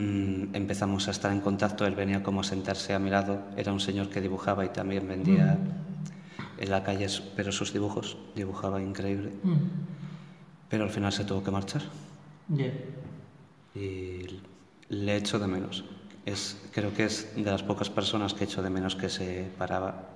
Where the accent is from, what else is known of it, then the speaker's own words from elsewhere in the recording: Gijón, Asturias, Spain; Soy de Gijón y bueno, me habéis invitado ahora.